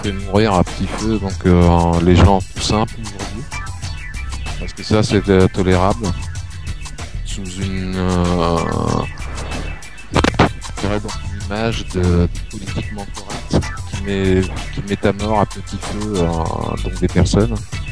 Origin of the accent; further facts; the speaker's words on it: France; Déjà, en tant que Français, on devrait dire impossible n'est pas français.